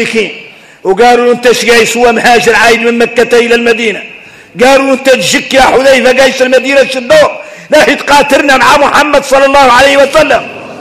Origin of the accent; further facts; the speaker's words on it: Mauritania; واحنا موريتاني